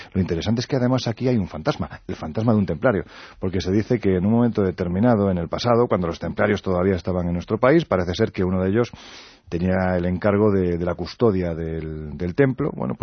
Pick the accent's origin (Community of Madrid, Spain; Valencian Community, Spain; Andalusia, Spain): Andalusia, Spain; Jaén; En mi tierra, en Jaén